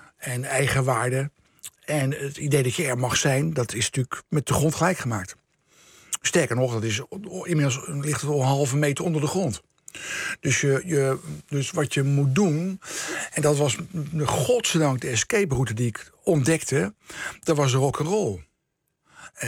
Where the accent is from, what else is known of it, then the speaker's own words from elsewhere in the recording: The Hague, South Holland, Netherlands; lag natuurlijk Scheveningen, Den Haag, waar ik vandaan kom.